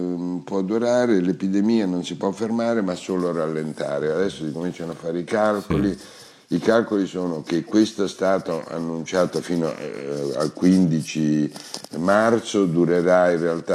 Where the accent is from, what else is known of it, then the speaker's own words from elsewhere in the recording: Milan, Lombardy, Italy; Mi ha incuriosito vedere da milanese che negli alberghi milanesi ci sono le prime chiusure a Milano.